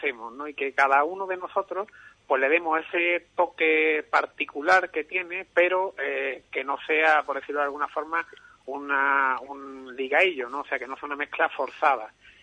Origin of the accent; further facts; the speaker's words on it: Ubrique, Andalusia, Spain; somos tres jóvenes de Ubrique y de la zona de la Sierra de Cádiz también, porque Antonio, que es el otro guitarrista, y … vivimos en Menocal los dos.